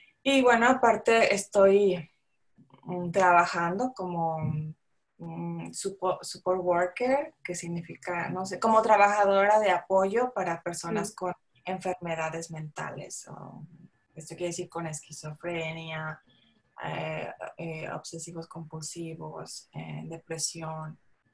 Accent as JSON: {"language": "Spanish", "region": "San Luis Potosí", "country": "Mexico", "said": "porque yo soy de San Luis Potosí"}